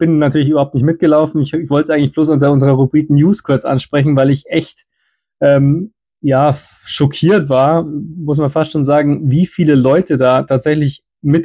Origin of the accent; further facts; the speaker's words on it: Munich, Bavaria, Germany; also erstens mal ist man halt damit groß geworden, klar, als Münchner